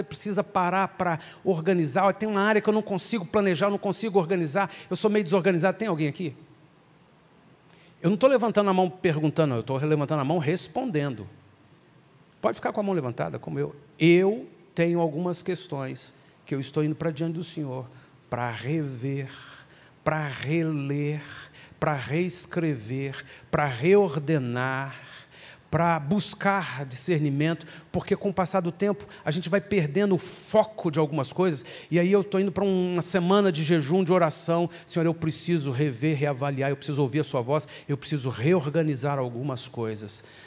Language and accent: Portuguese; Brazil; se a gente estudar um pouquinho da nossa cultura como brasileiros, não só em função de como fomos colonizados, mas em função de como temos sido governados